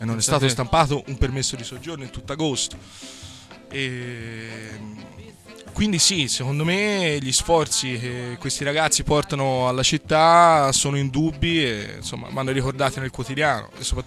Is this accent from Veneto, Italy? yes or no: no; Florence, Tuscany, Italy; now in Bologna, Italy; da fiorentino espatriato a Bologna riscontro, diciamo, molte similitudini adesso tra le due città